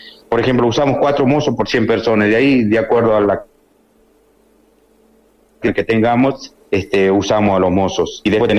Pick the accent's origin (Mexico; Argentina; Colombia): Argentina; Cachi, Salta; now in Salta, Argentina; Yo soy de Cachi y siempre es un placer, por más que estoy en Salta, tengo mis raíces ahí, tengo toda la familia ahí